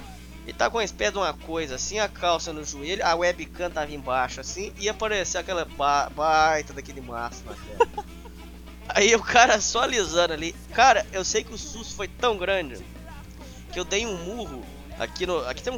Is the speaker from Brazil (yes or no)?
yes; Minas Gerais, Brazil; Eu sou mineiro desconfiado